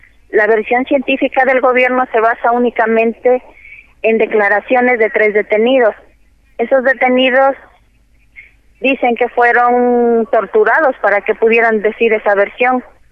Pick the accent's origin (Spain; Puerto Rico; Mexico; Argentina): Mexico; Como mexicanos hemos recorrido toda la República Mexicana